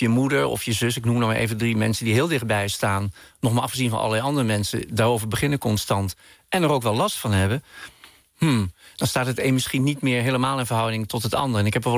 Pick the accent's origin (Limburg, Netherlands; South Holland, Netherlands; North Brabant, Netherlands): North Brabant, Netherlands; Bergen op Zoom; wat ik zelf in de stad, in dit geval Berg op Zoom, waar ik opgroeide, zag